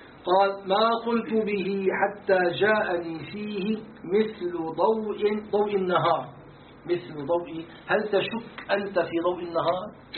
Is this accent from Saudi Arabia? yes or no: no; Syria; يعني احنا عندنا في الشام يسموه الصهر، زوج البنت